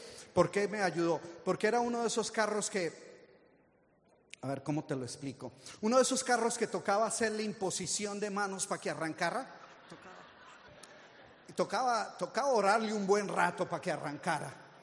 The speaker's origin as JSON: {"language": "Spanish", "country": "Colombia", "moved": "yes", "said": "Yo llegué hace 40 años de Colombia. Yo soy originalmente de Colombia."}